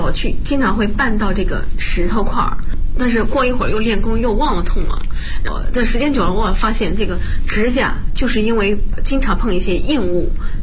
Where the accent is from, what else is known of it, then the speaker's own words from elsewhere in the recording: Bozhou, Anhui, China; 我是华佗五禽系第59代传承人，我来自安徽亳州。